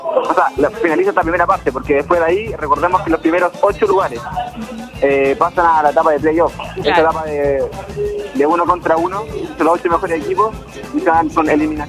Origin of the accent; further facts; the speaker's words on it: Chile; como todos chilenos, esperamos que le vaya muy bien